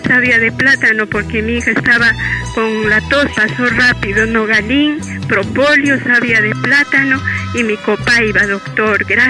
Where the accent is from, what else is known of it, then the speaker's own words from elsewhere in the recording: San Juan de Lurigancho, Lima, Peru; de San Juan del Urigancho, doctor.